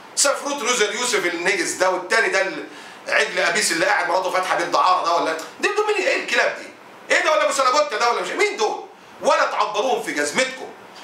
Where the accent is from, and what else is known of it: Egypt